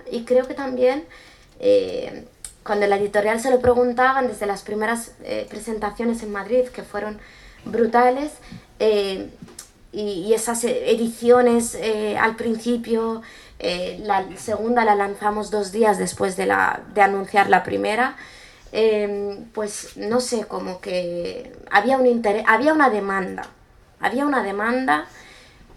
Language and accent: Spanish; Western Sahara; Pero aquí ya hablo como saharaui.